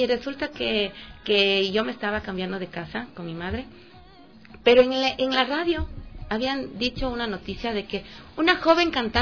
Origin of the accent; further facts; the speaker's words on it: Ecuador; que nos ayuden como ecuatorianos, como buenos ecuatorianos que somos